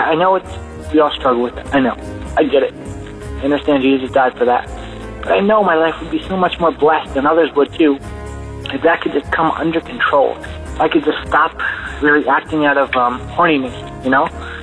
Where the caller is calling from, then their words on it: New York City, New York, United States; I'm calling from New York City.